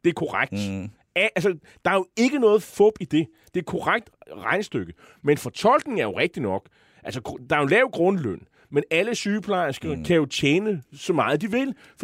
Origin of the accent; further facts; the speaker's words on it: Copenhagen, Capital Region of Denmark, Denmark; som københavner er det velgørende